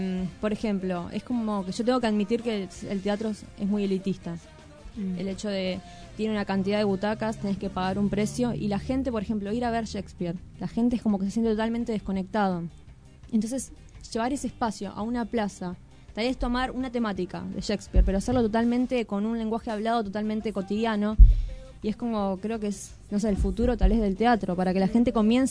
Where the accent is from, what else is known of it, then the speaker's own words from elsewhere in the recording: Morón, Buenos Aires Province, Argentina; Bueno, yo soy de Morón y comencé ahí a estudiar.